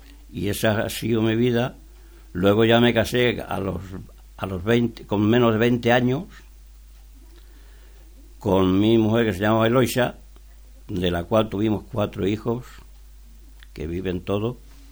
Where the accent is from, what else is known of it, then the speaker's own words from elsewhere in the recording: Navafrías, Spain; Bueno, pues yo me crié en Navafrías.